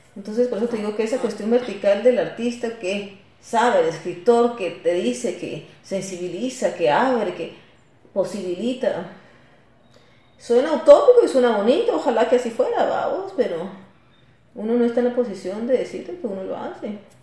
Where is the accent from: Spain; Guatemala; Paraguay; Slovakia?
Guatemala; soy guatemalteca y que el haber nacido en este contexto, en este país, hija de un juez, de esta señora que era lectora